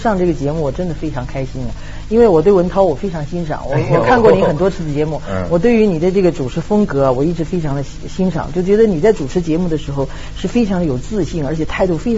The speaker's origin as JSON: {"language": "Chinese", "country": "China", "said": "因为我是中国人嘛"}